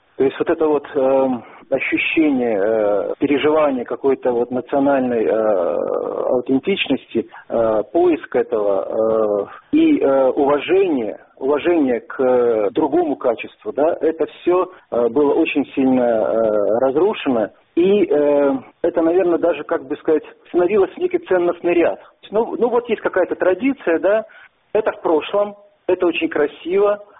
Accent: Minsk, Belarus; Я здесь родился, в Минске. Я по рождению я белорус. Естественно, то есть я получал воспитание в рамках русской культурной традиции

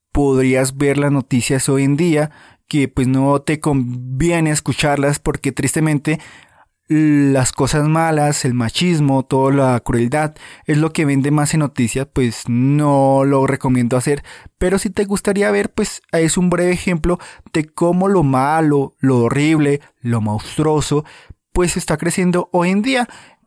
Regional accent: Colombia; En tu país ocurrirá, en mi país Colombia ocurre

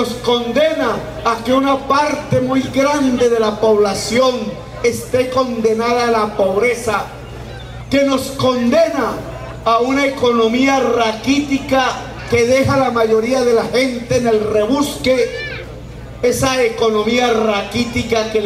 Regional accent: Córdoba, Colombia; si se va hacia mi tierra, Córdoba

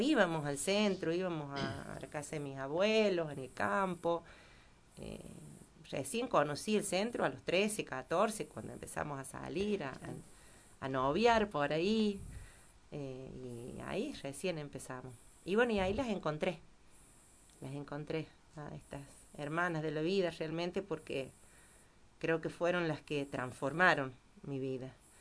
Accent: Villa Dolores, Córdoba, Argentina; nací en Villa Dolores. Crecí en un barrio un poquito alejado de ahí del centro, en la calle que en ese entonces se llamaba San Luis. Ahora se llama Presidente Perón. Y bueno, ahí estuve mis primeros años con mi familia.

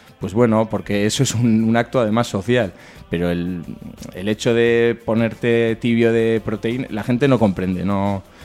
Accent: Barañáin, Navarre, Spain; now in Sarriguren, Spain; Yo ahora estoy viviendo en Sarriguren, aunque soy de Barañáin

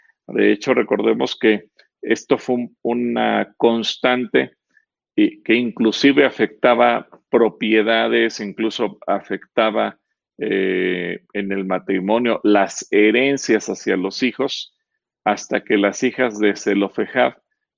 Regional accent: Mexico; born there; ¿Y cómo le dicen a los que nacimos en México?

